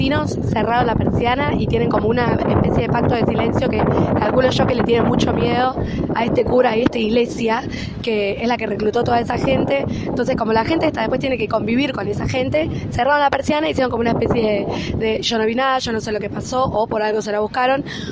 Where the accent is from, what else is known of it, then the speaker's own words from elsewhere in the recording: La Matanza, Buenos Aires Province, Argentina; soy del oeste de La Matanza de Buenos Aires.